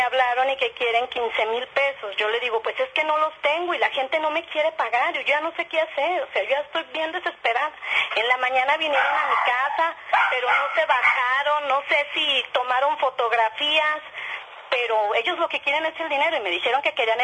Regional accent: Torreón, Coahuila, Mexico; yo soy de Torreón, Coahuila.

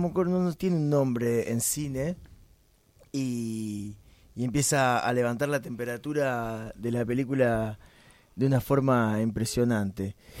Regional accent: Buenos Aires, Argentina; Nosotros nos crecimos acá en el Abasto, fuimos vecinos toda la vida, nos conocemos

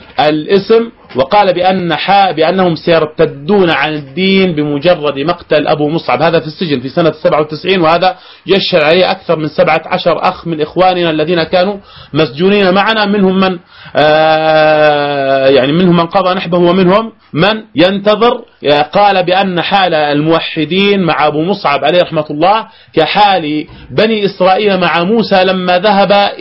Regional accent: Jordan; الاختراق تم من الأردن، والتسلل تم من الأردن، ومن ثم وصل إلى بلاد الشام

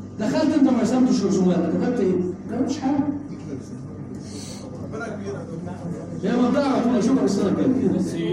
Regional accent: Egypt; احنا كمصريين دايما نهتم بالماضي.

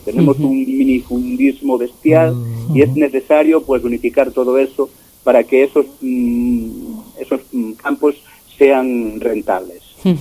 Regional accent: Galicia, Spain; los gallegos, pues me imagino que como los vascos, el terruño nos puede en muchas ocasiones. Y el hecho de que bueno, pues que nos hemos criado ahí en el pueblo

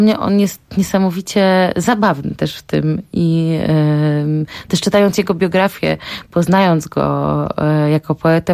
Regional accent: Łódź, Łódź Voivodeship, Poland; pochodzę z Łodzi, z miasta Łodzi, miasta Juliana Tuwima.

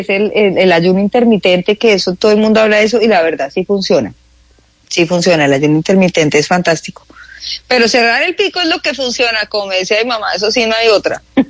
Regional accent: Bogotá, Colombia; yo de verdad, que soy lo más bogotano que hay en la vida, más que un ajiaco, pero ya no me soporto el frío. Entonces ya no soy tan bogotana.

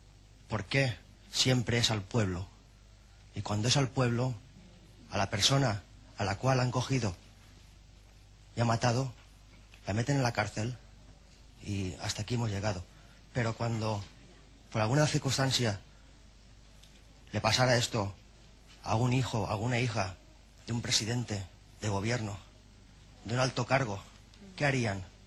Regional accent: Aldaya, Valencian Community, Spain; Yo no soy de aquí, soy de un pueblo cerca, soy de Aldaya.

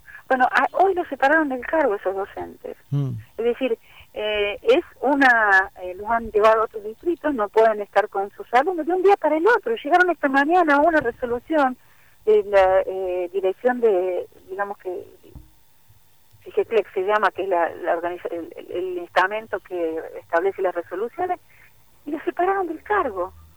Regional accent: Buenos Aires, Argentina; porque soy de la Ciudad de Buenos Aires, de provincia, trabajo en las dos partes

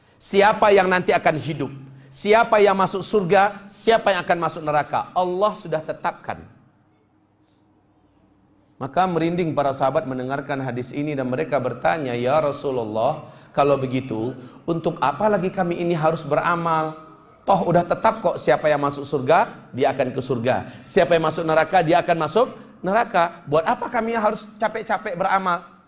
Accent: Pariaman, West Sumatra, Indonesia; born there; Saya lahir di kota Pariaman. Saya lahir sebagai anak Minang.

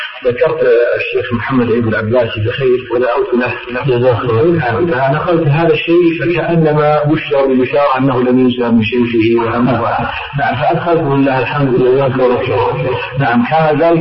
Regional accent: Damascus, Damascus Governorate, Syria; عندنا في دمشق اتفق معهم ويصلوك لبنان

